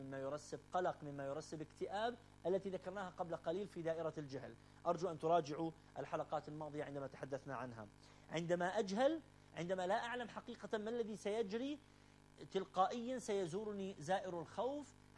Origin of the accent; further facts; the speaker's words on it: Iraq; هذا كله موجود في وعينا وفي لاوعينا كعراقيين